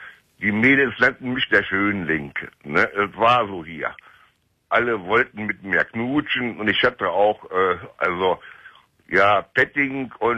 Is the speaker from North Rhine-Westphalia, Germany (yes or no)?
yes; Cologne, North Rhine-Westphalia, Germany; now in Hildesheim, Germany; Ich bin auch eine Kölsche Junge. Ich komme von der Schelsig. Ich komme aus Delburg.